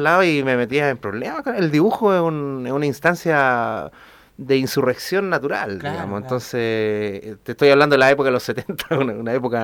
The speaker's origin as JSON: {"language": "Spanish", "town": "San Miguel", "region": "Santiago Metropolitan", "country": "Chile", "tie": "born or raised there", "said": "Soy de originario de San Miguel. Ajá. Nací en el Barros Luco, como corresponde."}